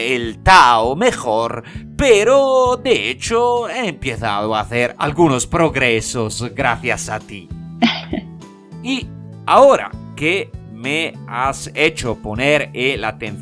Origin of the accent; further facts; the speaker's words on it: Italy; Spanish is a second language; el Italiano